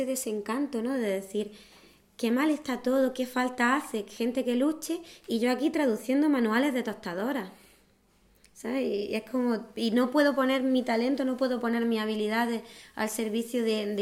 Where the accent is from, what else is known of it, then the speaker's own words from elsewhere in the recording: Granada, Andalusia, Spain; Sí, vengo de Granada.